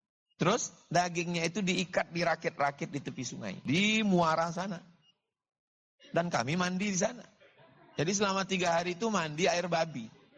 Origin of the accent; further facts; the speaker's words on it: Riau, Indonesia; saya dari Riau, Pulau Sumatera.